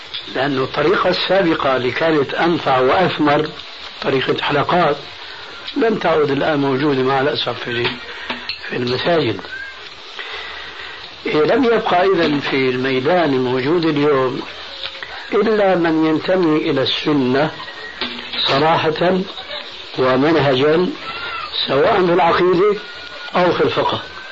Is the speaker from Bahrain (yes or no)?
no; Syria; كما يقولون عندنا في سوريا هاتي لك وامشي